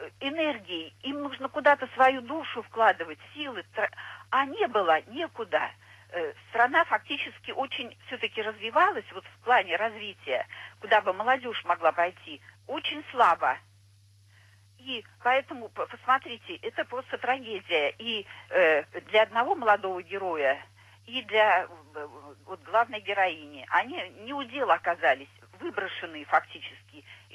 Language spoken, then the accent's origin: Russian; Saint Petersburg, Russia; Да, я из Санкт-Петербурга.